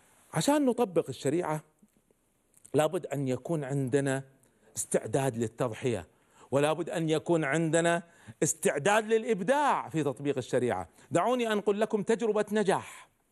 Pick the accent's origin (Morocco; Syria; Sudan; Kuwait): Kuwait; عندنا في الكويت